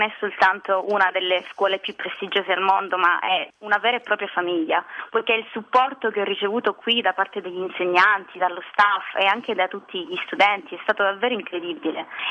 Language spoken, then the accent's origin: Italian; Calabria, Italy; now in Rome, Italy; dai 5 ai 15 anni ho fatto parte del gruppo folk della mia città, per cui sono cresciuta cantando e ballando le musiche tradizionali della mia terra, la Calabria. Però anche successivamente, quando mi sono trasferita a Roma